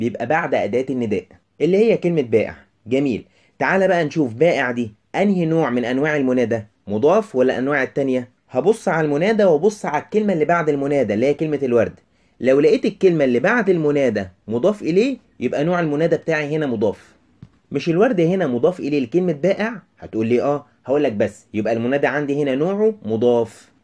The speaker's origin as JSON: {"language": "Arabic", "country": "Egypt", "said": "كلنا نعرفه كمصريين ان المصري لازم يحط التاتش بتاعه في اي حاجه"}